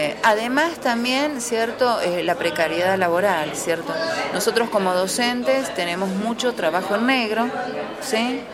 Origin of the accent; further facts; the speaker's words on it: Comodoro Rivadavia, Chubut, Argentina; yo vengo de Chubut, de la ciudad de Comodoro Rivadavia.